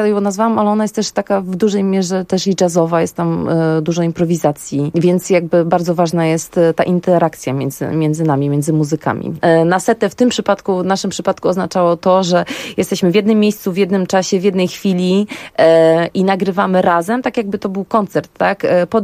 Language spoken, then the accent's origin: Polish; Warsaw, Masovian Voivodeship, Poland; born there; Ja jestem warszawianką z urodzenia